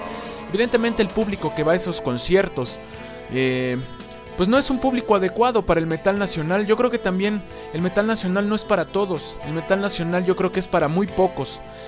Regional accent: Mexico; pero pues si somos nosotros mexicanos

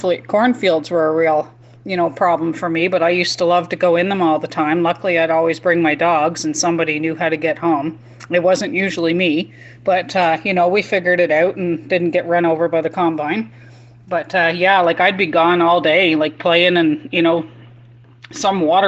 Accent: Inkerman, Ontario, Canada; also born or lived in Nova Scotia; I'm actually from Nova Scotia, but I grew up in Inkerman in South Mountain area, so I know that area pretty well.

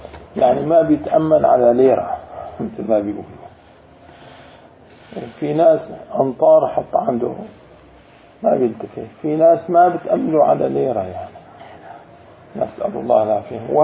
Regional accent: Jordan; وبالأردن في ناس يعني لهجتنا اللهجة نستعين.

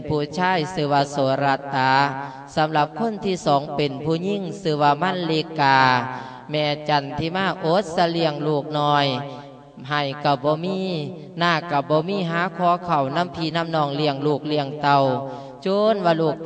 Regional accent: Nikhom Kham Soi, Mukdahan, Thailand; สำหรับตัวของ … บ้านเกิดเมืองนอนบ้านหน้าอุดมตำบลหน้าอุดมอำเภอนิคมคำสอยจังหวัดมุกดาหาร

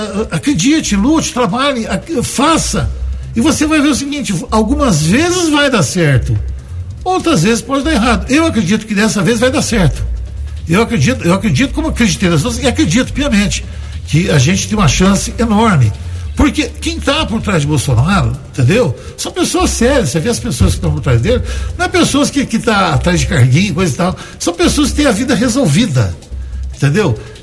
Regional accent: Brazil; E sou brasileiro, eu acho o seguinte

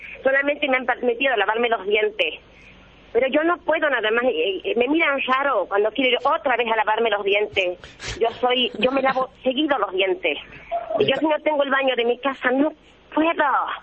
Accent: Tartagal, Salta, Argentina; A Salta, soy de Tartagal.

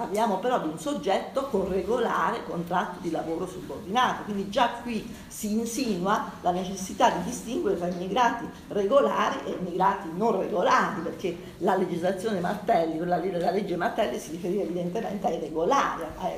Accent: Abruzzo, Italy; sono nata nel 57, mi ricordo l'emigrazione, sono nata in Abruzzo, come sentirete anche dal mio accento. Io sono nata in una terra di emigrazione

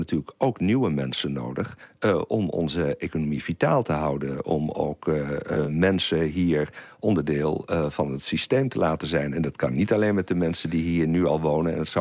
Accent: Holland, Netherlands; moved away as an adult; Ik kom zelf uit Holland, zoals het hier heet. Ik ben daar geboren en getogen uit Brabantse ouders.

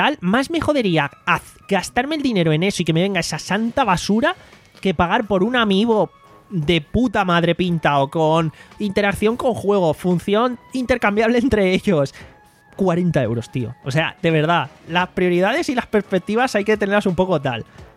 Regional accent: Spain; Pero al cambio porque somos españoles, euro-yen, bla, bla, bla.

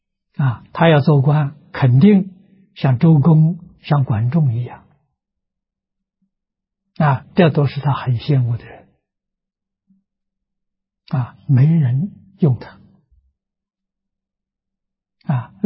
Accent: China; 我们中国人讲虚岁啊，80岁

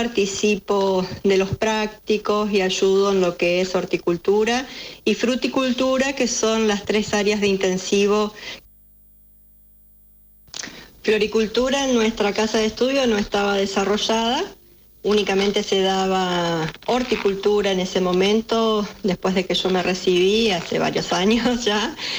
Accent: Vera, Santa Fe, Argentina; born there; Soy nacida en Vera, al norte de la provincia de Santa Fe, en el departamento Vera, una ciudad que se desarrolló mucho en su tiempo con la forestal. Es la capital de la cuña boscosa

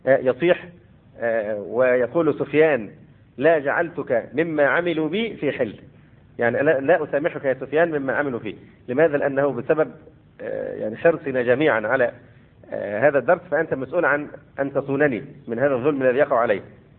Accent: Egypt; وربما الأمر هنا عندنا في مصر أخف

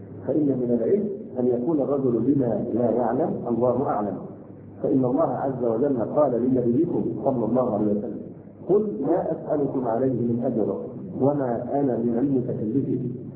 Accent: Egypt; عندنا في مصر

